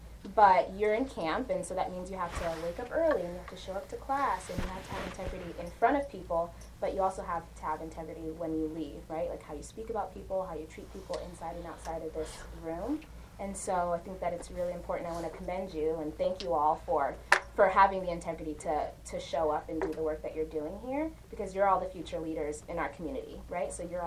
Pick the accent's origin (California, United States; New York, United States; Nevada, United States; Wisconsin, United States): Nevada, United States; Las Vegas; also born or lived in Uganda; I was born in Uganda, but I grew up here in Las Vegas.